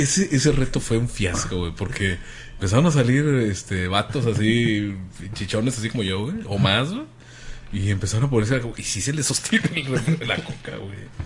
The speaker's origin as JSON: {"language": "Spanish", "region": "Jalisco", "country": "Mexico", "said": "ya ando con mi botella de tequila, escuchándolos como buen jalisciense"}